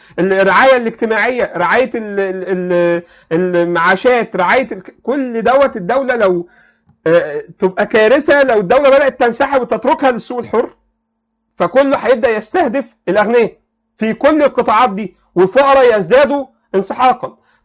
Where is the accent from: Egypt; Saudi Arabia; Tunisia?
Egypt; ده بقى حصل بقى بطريقه فاحشه عندنا في مصر،